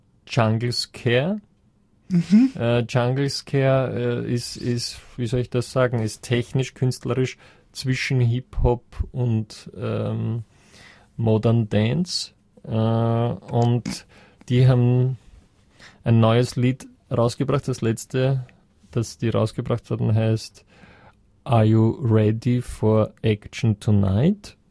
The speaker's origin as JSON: {"language": "German", "region": "Vienna", "country": "Austria", "said": "Ich bin aus Wien."}